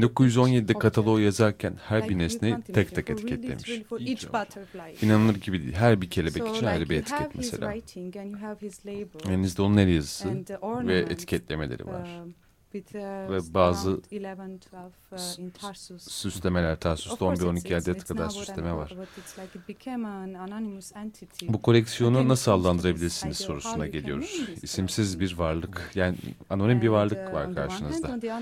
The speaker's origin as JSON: {"language": "Turkish", "country": "Armenia", "said": "Tabii Doğu Ermenicesi de, çünkü ben oradan geliyorum, Ermenistanlıyım."}